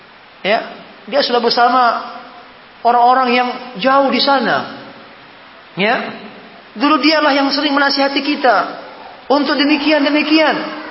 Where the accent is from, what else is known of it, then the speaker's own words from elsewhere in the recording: Sorowako, South Sulawesi, Indonesia; Ya, sama-sama kita orang Sorowako, Nah, kita orang Sorowako, kan?